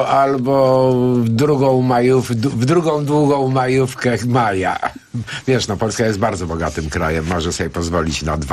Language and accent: Polish; Greece; Polish is a second language; ja jestem Grekiem, kocham dyskusję